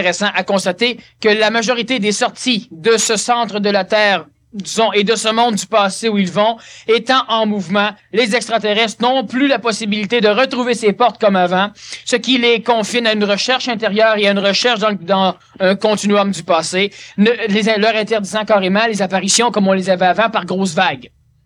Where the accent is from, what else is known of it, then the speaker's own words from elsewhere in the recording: Quebec, Canada; Je suis Québécois. Je suis né au Québec